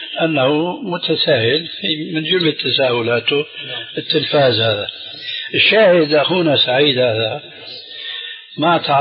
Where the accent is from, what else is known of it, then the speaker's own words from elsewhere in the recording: Damascus, Damascus Governorate, Syria; أخوه عندنا في دمشق